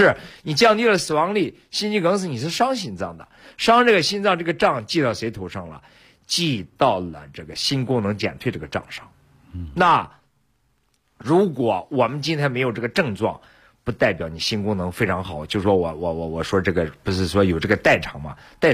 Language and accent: Chinese; Shaanxi, China; 我是陕西人嘛，我就记得有一次。